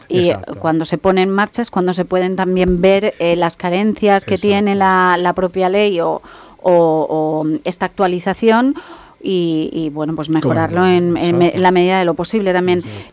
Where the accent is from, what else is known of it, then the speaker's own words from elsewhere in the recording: Spain; Yo soy ciudadana española